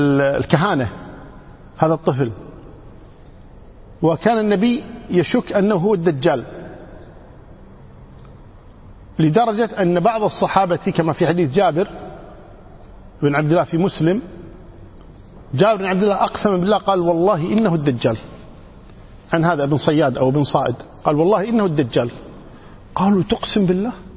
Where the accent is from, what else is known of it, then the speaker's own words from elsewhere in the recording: Kuwait; إحنا عندنا مثل من الكويت يقول